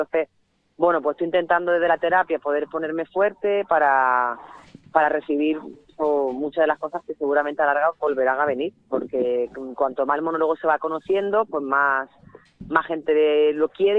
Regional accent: El Salvador; yo vengo de El Salvador y que yo he pasado mucho miedo en El Salvador

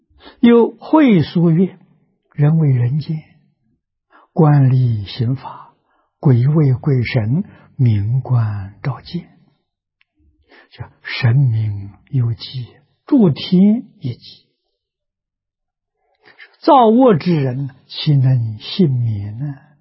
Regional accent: China; 我们中国人称他做玉皇大帝啊

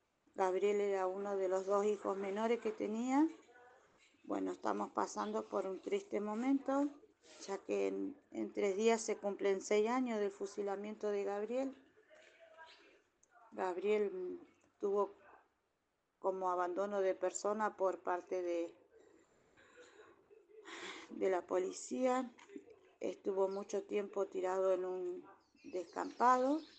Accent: Paraná, Entre Ríos, Argentina; Hola, muy buenos días. Soy de Paraná, Entre Ríos.

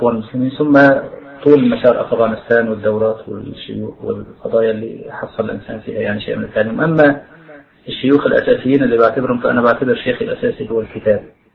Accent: Baghdad, Baghdad Governorate, Iraq; فاختاروني أنا وأخ آخر من بغداد وألحقونا في الفريق

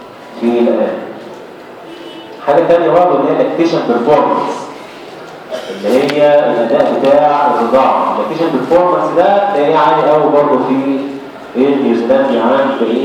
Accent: Egypt; الاعلانات الموجوده عندنا في مصر سلالتين اثنين

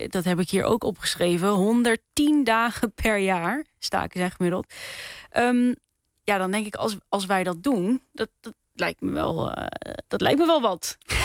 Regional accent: Netherlands; wij als Nederlanders staken gemiddeld 15,4 dagen in het jaar

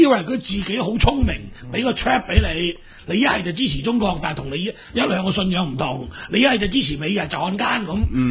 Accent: Macau; 我哋澳門人啊，當年經過台灣走去日本做生意嗰陣時

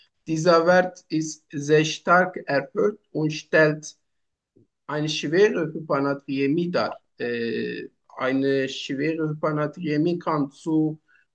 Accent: Turkey; German is a second language; Ich komme aus der Türkei. Ich bin 34 Jahre alt.

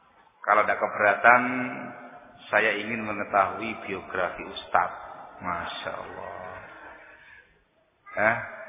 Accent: Sidayu, East Java, Indonesia; born there

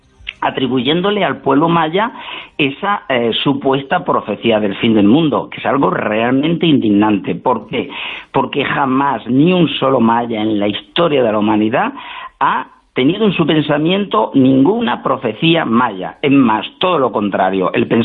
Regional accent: Spain; te voy a recordar una cosa como españoles que somos

